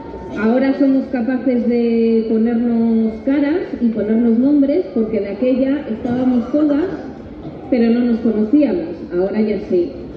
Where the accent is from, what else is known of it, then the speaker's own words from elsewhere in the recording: Castile and León, Spain; Yo vengo de León, de la cuenca de Gordón.